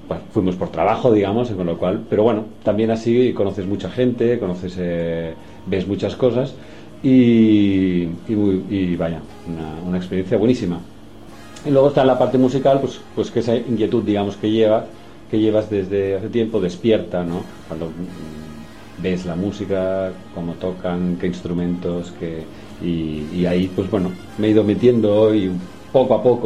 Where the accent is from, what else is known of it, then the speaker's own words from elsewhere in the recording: Barcelona, Catalonia, Spain; Sí, yo soy de Barcelona.